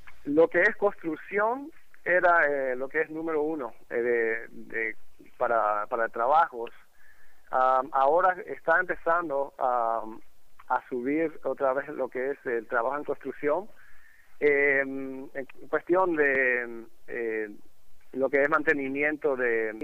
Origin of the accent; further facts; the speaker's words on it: Paraguay; now in Tampa, United States; aquí hemos podido reunir como 30 paraguayos que estamos aquí en Tampa